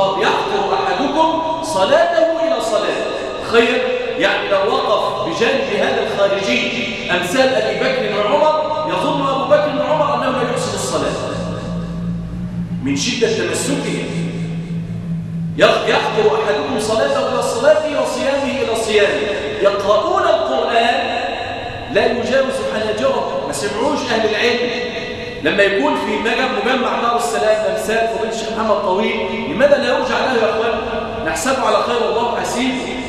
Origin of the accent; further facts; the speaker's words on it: Egypt; وأن يحفظ بلادنا مصر، وأن يجعلها راحة للأمن والأمان